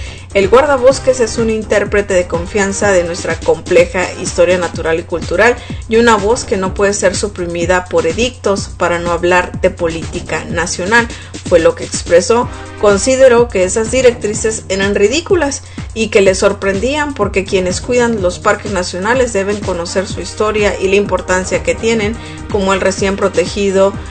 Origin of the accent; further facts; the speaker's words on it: Sonora, Mexico; now in United States; Y hay una foto de una mujer que es de mi tierra, de Sonora, Sonora, México.